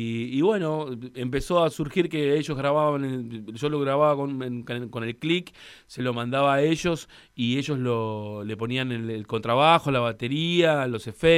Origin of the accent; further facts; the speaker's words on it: Los Hornos, Buenos Aires Province, Argentina; mi infancia la viví en Los Hornos